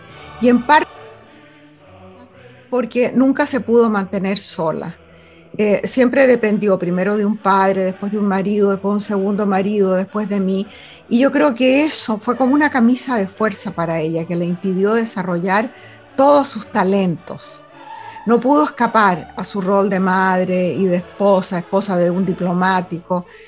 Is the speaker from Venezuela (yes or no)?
yes; Venezuela; moved away as an adult; now in United States; tengo las cartas desde 1987 para adelante, porque esa fue la época en que me vine de Venezuela a vivir a los Estados Unidos, y migré a los Estados Unidos porque me enamoré de un tipo aquí.